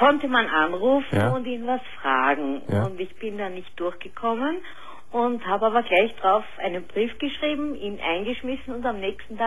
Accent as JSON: {"language": "German", "country": "Austria", "said": "Und wie du vielleicht weißt, gibt es bei uns in Österreich Wunschkennzeichen."}